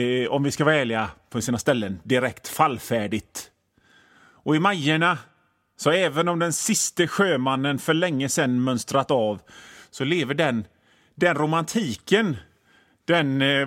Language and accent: Swedish; Hönö, Västra Götaland County, Sweden; alltså jag är från Hönö, jag är inte någon av dem.